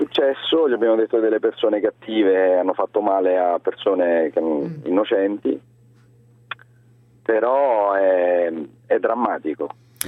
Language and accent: Italian; Rome, Lazio, Italy; now in Reggio Emilia, Italy; Io abito a Reggio Emilia, sono di Roma